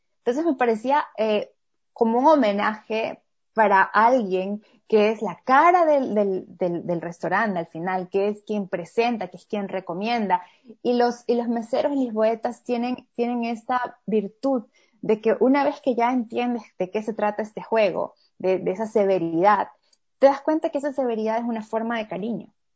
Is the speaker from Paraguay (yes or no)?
no; Ecuador; yo soy ecuatoriana, pero mi esposo es brasileño.